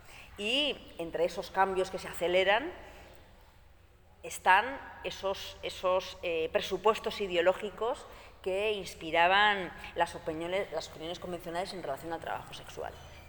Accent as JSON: {"language": "Spanish", "region": "Basque Country", "country": "Spain", "said": "yo soy de Euskal Herria"}